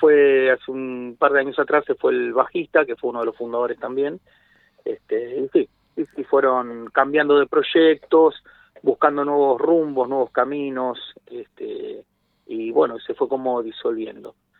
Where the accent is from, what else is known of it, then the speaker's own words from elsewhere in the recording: Lanús, Buenos Aires Province, Argentina; somos todos oriundo de Zona Sur, de Lanús, Remedio de Escalada